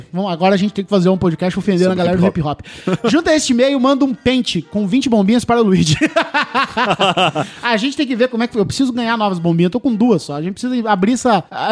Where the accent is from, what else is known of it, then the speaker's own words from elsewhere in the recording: Paraná, Brazil; Eu sou do Paraná, ninguém come pão de olho, não, cara.